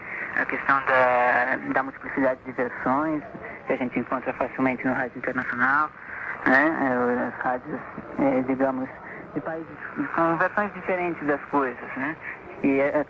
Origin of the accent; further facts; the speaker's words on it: Santos, São Paulo, Brazil; 20 anos, de Santos, São Paulo, dexista já há quase 6 anos.